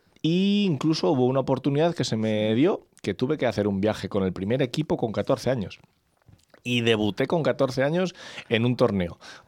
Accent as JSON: {"language": "Spanish", "town": "Torrejón de Ardoz", "region": "Community of Madrid", "country": "Spain", "said": "porque yo soy de Torrejón de Ardoz"}